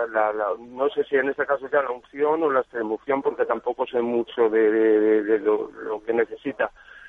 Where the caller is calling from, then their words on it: Madrid, Community of Madrid, Spain; de Madrid.